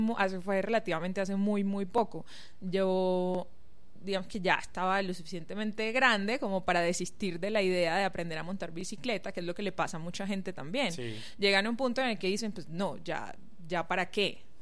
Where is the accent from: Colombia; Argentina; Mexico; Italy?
Colombia; Sincelejo, Sucre; now in Medellín, Colombia; yo vengo de una ciudad pequeña de la costa atlántica colombiana, se llama Sincelejo, pero llegué a Medellín hace 12 años aproximadamente.